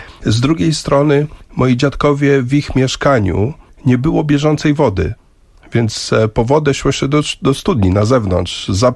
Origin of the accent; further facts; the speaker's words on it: Łódź, Łódź Voivodeship, Poland; born there; also born or lived in Kenya; urodziłem się rzeczywiście w Łodzi, ale w wieku 4 lat wyjechaliśmy z rodzicami do Kenii. Tam mieszkałem 2 lata, więc do żłobka chodziłem w Polsce, do przedszkola w Kenii.